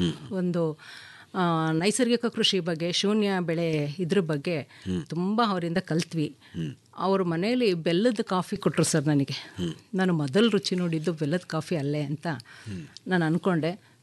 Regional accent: Bhadravati, Karnataka, India; born there; now in Arakere, India; ನಾನು ಹುಟ್ಟಿದ್ದು ಶಿವಮೊಗ್ಗ ಜಿಲ್ಲೆ ಭದ್ರಾವತಿಯಲ್ಲಿ. ನಾನು ಮದುವೆ ಆಗಿ ಬಂದಿದ್ದು ಅರಕೆರೆ ಗ್ರಾಮ, ಶ್ರೀರಂಗಪಟ್ಟಣ ತಾಲೂಕು ಅರಕೆರೆ ಗ್ರಾಮ.

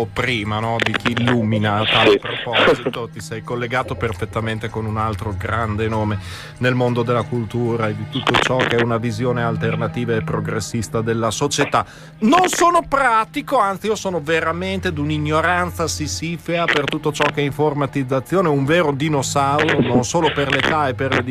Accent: Bologna, Emilia-Romagna, Italy; a Bologna, sì, sai, il nostro dialetto che è bellissimo, come è bello quello siciliano, è completamente travisato da slang

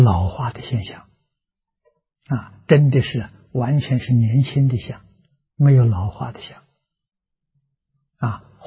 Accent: China; 我们中国人所谓心浮气躁，心浮气躁生烦恼。

